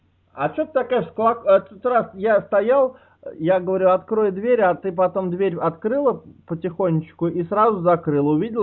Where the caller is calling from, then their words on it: Moscow, Russia; А, я тебе звоню из Кузьминок.